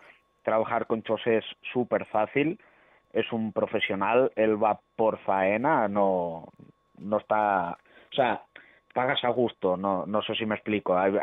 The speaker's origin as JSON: {"language": "Spanish", "town": "Lleida", "region": "Catalonia", "country": "Spain", "said": "somos de Lleida y estamos dispuestos a ir a tocar a donde sea."}